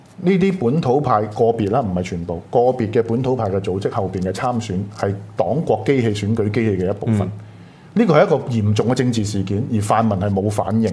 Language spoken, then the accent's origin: Cantonese; Hong Kong; 我哋香港人咁天真咁幼稚